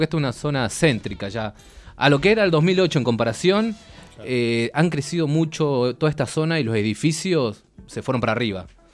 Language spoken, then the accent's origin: Spanish; Aluminé, Neuquén, Argentina; Yo soy neuquino, soy de Aluminé, igual que el Tincho, así nada más es. Que él es de Neuquén, capital. Yo soy de Aluminé, un pueblito chiquitito, 7.000 personas, y tengo 27 años.